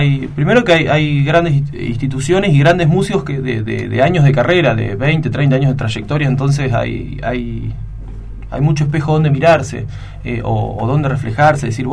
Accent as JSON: {"language": "Spanish", "town": "Trenque Lauquen", "region": "Buenos Aires Province", "country": "Argentina", "said": "Somos de Trenquelauca."}